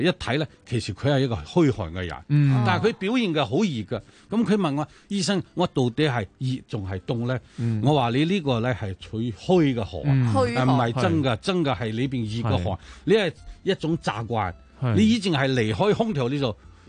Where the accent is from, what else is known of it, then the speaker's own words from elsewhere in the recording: Hong Kong; 尤其我哋香港人中意饮凉茶